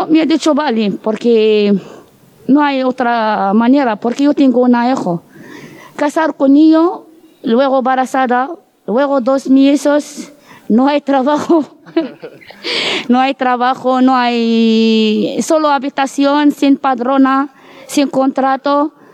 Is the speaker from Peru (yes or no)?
no; Morocco; Spanish is a second language; moved away as an adult; now in Spain; de Marruecos. Tengo 31 años. Yo vengo en España para cambiarme la vida.